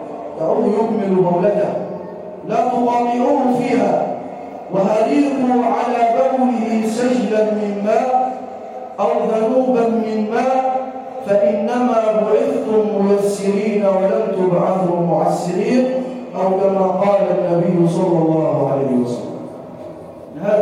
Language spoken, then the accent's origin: Arabic; Egypt; واجعل بلدنا مصر راحه للامن والامان